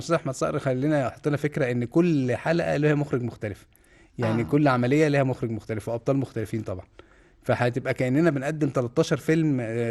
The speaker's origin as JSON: {"language": "Arabic", "town": "Tanta", "region": "Gharbia", "country": "Egypt", "tie": "born or raised there", "said": "انا طنطاوي لغايه ما اتخرجت من الكليه، انا متخرج من طب طنطا."}